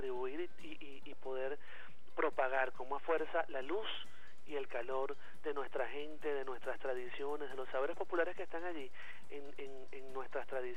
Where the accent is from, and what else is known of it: Venezuela